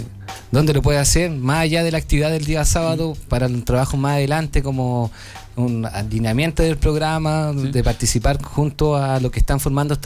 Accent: Lo Espejo, Santiago Metropolitan Region, Chile; born there; De hecho, mi familia, todos de Santa Adriana, yo soy nacido en Santa Adriana

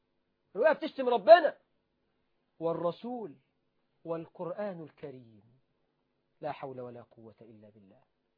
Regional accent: Egypt; وأخذها المسؤولون عندنا في مصر والحمد لله.

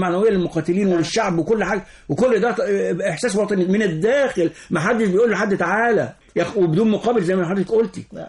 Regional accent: Egypt; الأغاني الوطنية عندنا في مصر ماشية من قبل الثورة حتى

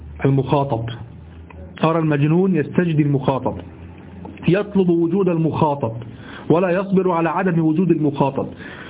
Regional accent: Egypt; وأحيانا أنت في عندنا في الذي عندنا في مصر

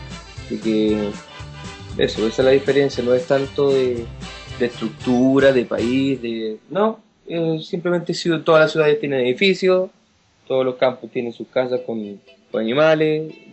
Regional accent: Chile; Bueno, principalmente era llamativo mi acento, porque sabían que yo era extranjero, y me preguntaba dónde era. Yo le decía de Chile.

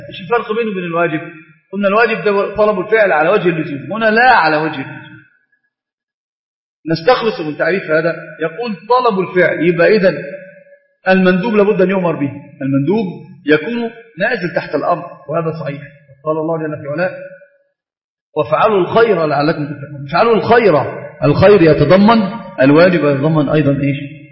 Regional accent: Egypt; حتى تجد المسألة عندنا في مصر في كثير من العادات والتقاليد المخالفة لأمور الشرع

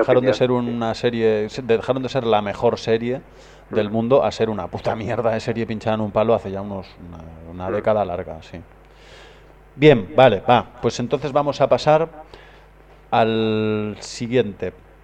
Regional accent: Spain; O van un español, y yo como español, un alemán.

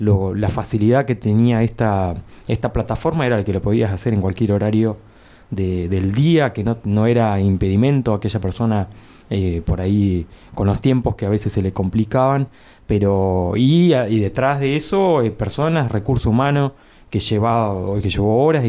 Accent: La Adela, La Pampa, Argentina; Particularmente yo vengo de La Adela y tengo Río Negro pegadito

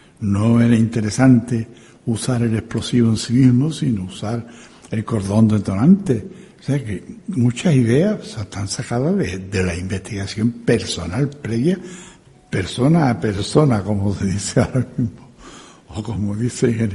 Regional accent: Seville, Andalusia, Spain; Yo soy sevillano, soy andaluz, y me siento muy orgulloso de ser sevillano y andaluz.

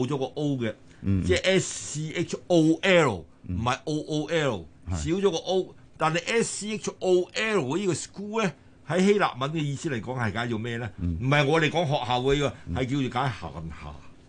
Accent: China; 即係等於我哋中國人所講嘅工匠。

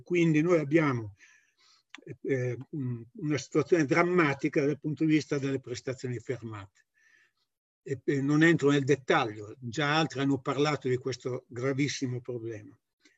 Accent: Codogno, Lombardy, Italy; Io sono di Codogno

